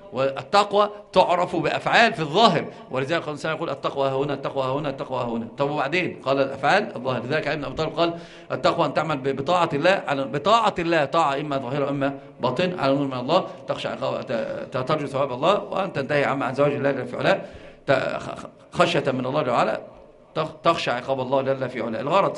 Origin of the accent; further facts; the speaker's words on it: Egypt; وانت انظر اللي راكب عربية يسمونها عندنا في مصر قردة عربية نصر